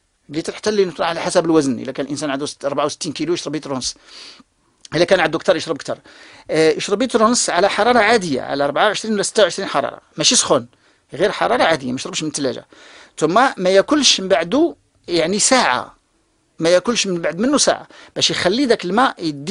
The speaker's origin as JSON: {"language": "Arabic", "country": "Morocco", "said": "بحال مثلا المناطق اللي عندنا في المغرب ديال الاطلس، عندهم ماء جيد"}